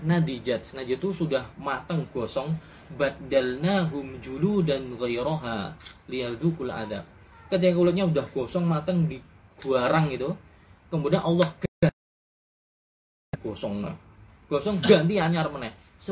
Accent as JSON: {"language": "Indonesian", "country": "Indonesia", "tie": "born there", "said": "alhamdulillah saya lahir di Indonesia"}